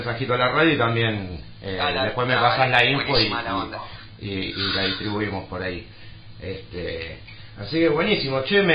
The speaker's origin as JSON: {"language": "Spanish", "town": "Lanús", "region": "Buenos Aires Province", "country": "Argentina", "said": "En todos lados, acá estamos cerca, nosotros somos de Lanús, de Gerli, estamos a pasos y somos como del barrio"}